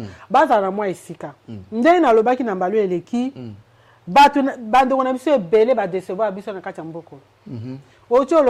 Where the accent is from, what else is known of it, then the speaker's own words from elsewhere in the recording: DR Congo; En tant que Congolais, moi, Congolais